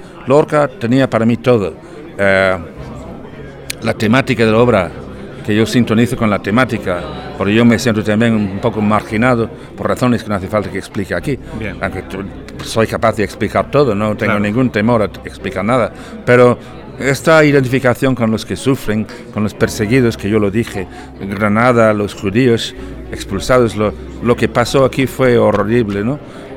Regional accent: Dublin, Leinster, Ireland; Spanish is a second language; porque yo era irlandés, nací en Dublín, y Irlanda tiene una literatura muy ligada a la tierra, ¿no?

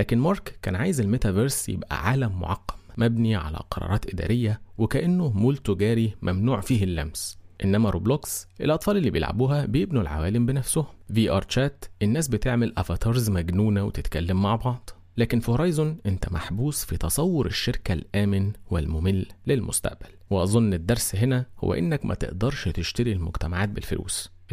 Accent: Egypt; سرعات الابلود عندنا في مصر

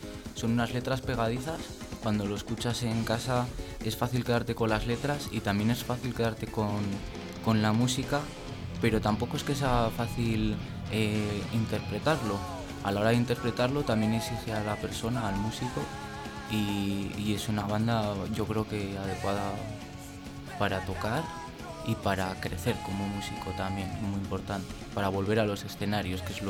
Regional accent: Burgos, Castile and León, Spain; Sí, yo soy de Burgos.

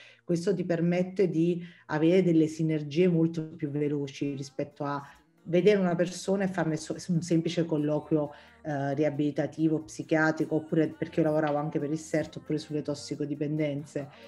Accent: Castellammare di Stabia, Campania, Italy; io sono campana, sono di Castellammare di Stabia, che è un paese ad alto contenuto camorristico.

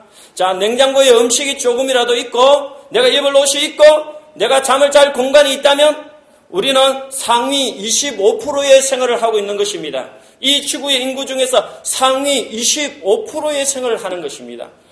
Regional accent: South Korea; moved away as an adult; 그때만 하더라도 나는 한국에서 온 캐나다에 온 유학생이었고

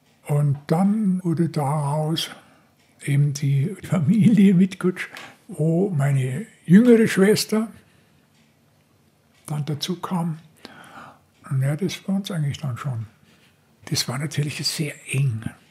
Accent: Munich, Bavaria, Germany; born there; 1935 bin ich in der Schraudolfstraße geboren worden. Hier direkt im Herzen Schwabings.

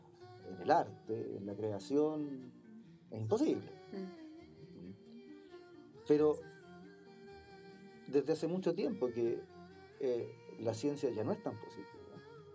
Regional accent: Chile; O sea, por ejemplo, en mi edificio, yo creo que la mitad somos chilenos, la otra mitad somos inmigrantes.

